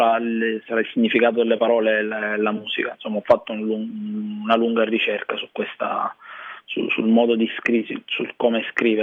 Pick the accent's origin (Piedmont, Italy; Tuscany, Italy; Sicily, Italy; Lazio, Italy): Sicily, Italy; poi c'è un rapporto viscerale con la mia terra, probabilmente come tutti i siciliani o gli isolani in generale.